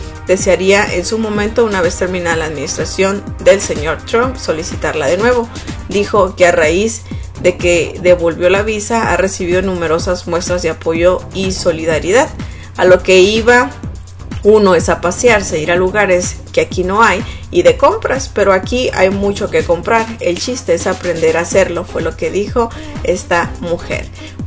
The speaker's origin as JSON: {"language": "Spanish", "region": "Sonora", "country": "Mexico", "lives_now": "United States", "said": "Y hay una foto de una mujer que es de mi tierra, de Sonora, Sonora, México."}